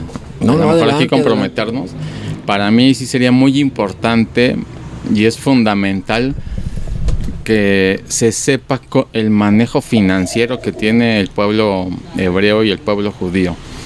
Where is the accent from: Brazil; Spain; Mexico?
Mexico; Y no nos han enseñado como sociedad mexicana a multiplicar el dinero.